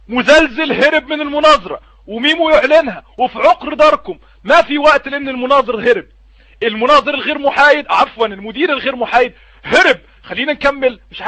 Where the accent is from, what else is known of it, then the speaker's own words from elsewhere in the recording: Egypt; وبمناسبه ان انا مصري،